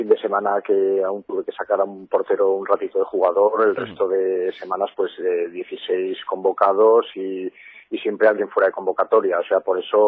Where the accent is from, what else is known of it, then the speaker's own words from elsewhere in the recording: Huesca, Aragon, Spain; now in Graus, Spain; resido en Graus entre semana. O sea, soy de Huesca, pero entre semana por razones laborales, pues estoy en Graus. Es mi segunda casa.